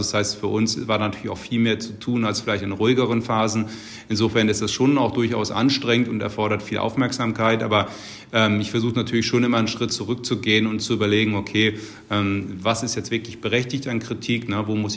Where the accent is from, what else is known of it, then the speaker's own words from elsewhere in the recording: Hamburg, Germany; der erste FC Köln ist jetzt auch durchaus sehr volatil und der HSV aus meiner Heimat auch.